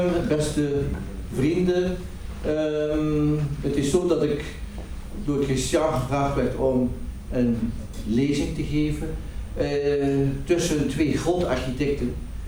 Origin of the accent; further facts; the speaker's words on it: Ostend, Flanders, Belgium; born there; wat je hier ziet is eigenlijk waar ik geboren ben, aan de Belgische kust. De Belgische kust, wat je hier ziet, ja, dit is geen sociale huisvesting in Frankrijk of Nederland. Dat is onze Belgische kust in Oostende.